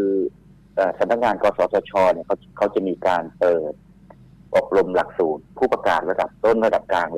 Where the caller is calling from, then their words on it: Sattahip, Chonburi, Thailand; อำเภอสัตหีบจังหวัดชลบุรีครับ